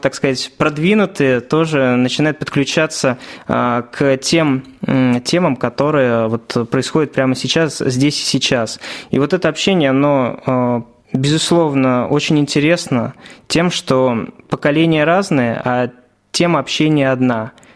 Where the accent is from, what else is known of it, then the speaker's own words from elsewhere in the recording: Shuya, Ivanovo Oblast, Russia; now in Ivanovo, Russia; Я сам родом из Шуя, но переехал в город Иваново, поскольку поступил как раз-таки в ВУЗ, стал студентом